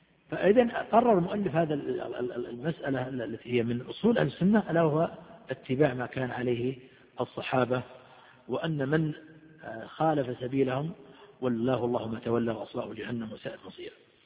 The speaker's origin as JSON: {"language": "Arabic", "town": "Riyadh", "region": "Riyadh Province", "country": "Saudi Arabia", "said": "وعندنا في الرياض ممن في قلوبهم مرض أو ممن انتكسوا"}